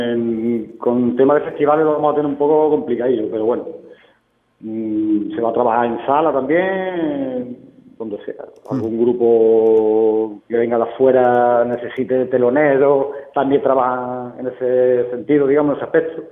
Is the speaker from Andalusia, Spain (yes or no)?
yes; Huelva, Andalusia, Spain; y más dónde somos, de aquí de Huelva